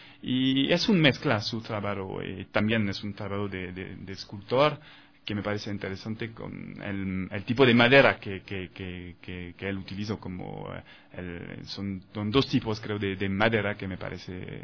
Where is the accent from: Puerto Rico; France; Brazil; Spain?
France; Spanish is a second language; promover la cultura ecuatoriana en mi país, en Francia, en París y otras ciudades de Francia.